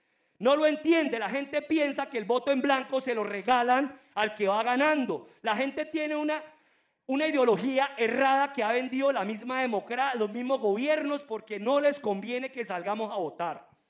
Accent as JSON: {"language": "Spanish", "country": "Colombia", "said": "Nosotros aquí los colombianos nos da pereza"}